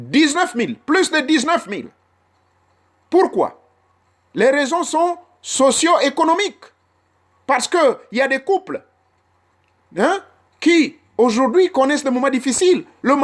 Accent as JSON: {"language": "French", "town": "Port-Gentil", "region": "Ogooué-Maritime", "country": "Gabon", "tie": "born there", "said": "Comment pouvez-vous expliquer la ville où je suis né à Port-Gentil"}